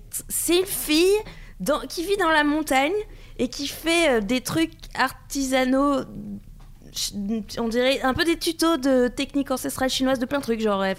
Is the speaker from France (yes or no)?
yes; Toulouse, Occitanie, France; Je viens de Toulouse.